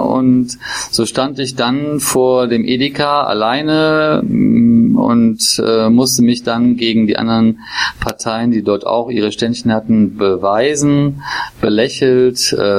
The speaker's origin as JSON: {"language": "German", "town": "Bornheim", "region": "North Rhine-Westphalia", "country": "Germany", "also_born_or_lived": "Cologne", "said": "Ich komme aus Bornheim, das ist in Nordrhein-Westfalen und liegt im schönen Vorgebirge. Das ist Köln-Bonner Bucht, also im Norden von Bonn. Eine sehr schöne Gegend, in der ich meine Heimat gefunden habe als ehemaliger Kölner."}